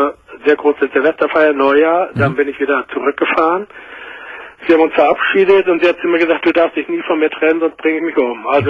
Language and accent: German; Hamburg, Germany; ich komme aus Hamburg